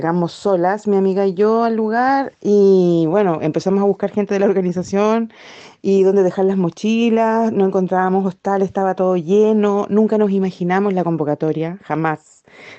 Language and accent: Spanish; Chile; soy chilena, vivo en Ainil Mapu, que bueno, en español es la tierra de Valdivia, en el sur.